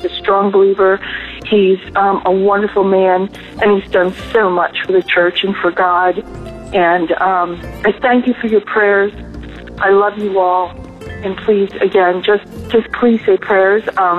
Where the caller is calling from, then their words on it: Phoenix, Arizona, United States; I'm calling from Phoenix.